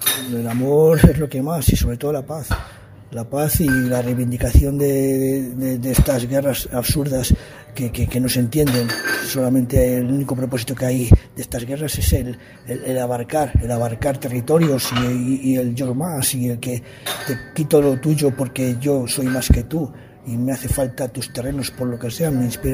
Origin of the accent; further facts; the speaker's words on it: Valladolid, Castile and León, Spain; de Valladolid, de España.